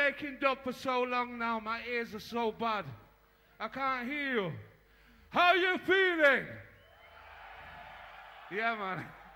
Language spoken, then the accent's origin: English; Manchester, North West England, United Kingdom; from Manchester in the UK.